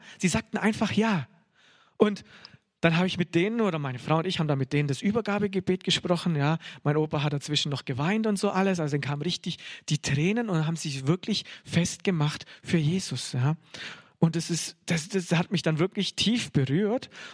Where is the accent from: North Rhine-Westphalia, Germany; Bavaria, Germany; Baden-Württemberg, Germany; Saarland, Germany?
Bavaria, Germany; born there; ich bin ja in Bayern geboren, komme so richtig aus dem Katholischen